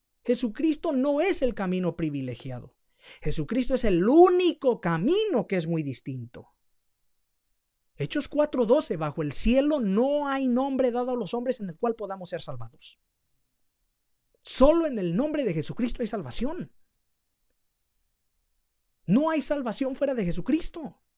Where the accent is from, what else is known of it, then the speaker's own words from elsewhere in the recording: Mexico; Yo como mexicano, en los pueblos, en los ranchos